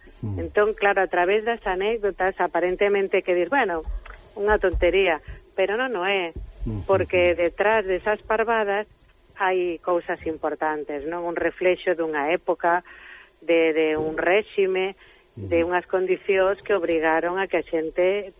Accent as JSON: {"language": "Galician", "region": "Catalonia", "country": "Spain", "tie": "born or raised there", "said": "Eu criei-me aquí en Cataluña desde os 2 anos."}